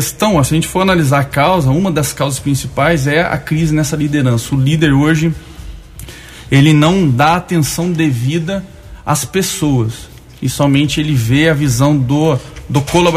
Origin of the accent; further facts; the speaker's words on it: Guaxupé, Minas Gerais, Brazil; also born or lived in Campinas; que eu venho de lá, morei 20 anos em Campinas, sou de Guaxupé, mas morei em Campinas